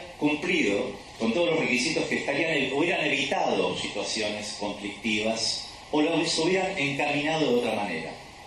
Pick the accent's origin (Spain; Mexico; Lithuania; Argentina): Argentina; Río Negro; also born or lived in Bariloche; Río Negro, la provincia de donde yo vengo, también viví muchos años en Bariloche